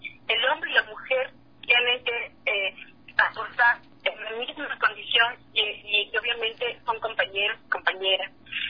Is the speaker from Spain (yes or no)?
no; Peru; yo te hablo desde mi pueblo, el pueblo peruano.